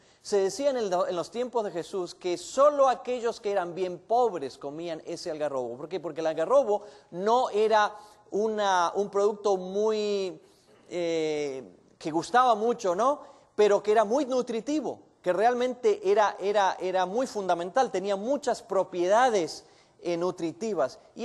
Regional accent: Buenos Aires, Argentina; Yo nací y me crié en Buenos Aires, en Argentina, una ciudad muy grande. Y me gustaba la ciudad.

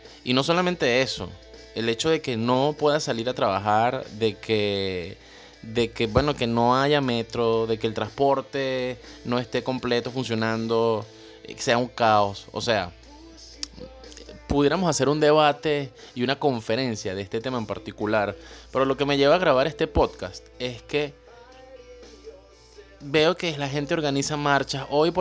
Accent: Caracas, Capital District, Venezuela; Yo viví en el Valle, crecí en el Valle.

